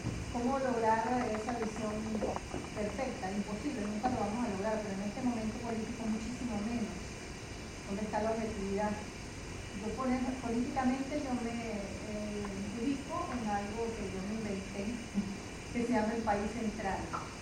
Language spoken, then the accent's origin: Spanish; Venezuela; Bueno, yo vengo de Venezuela, ¿no?